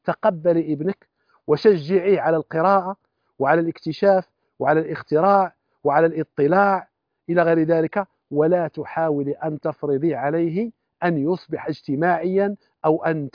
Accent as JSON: {"language": "Arabic", "country": "Kuwait", "said": "وهو من الدكاترة المعروفين عندنا في الكويت"}